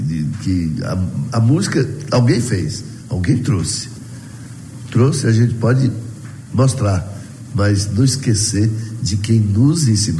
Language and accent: Portuguese; Vitória da Conquista, Bahia, Brazil; also born or lived in Salvador / Rio de Janeiro; morei um tempão lá em Salvador, né? Depois resolvi voltar aqui para minha terra, mas ainda quando eu morava no Rio de Janeiro, antes de voltar para Conquista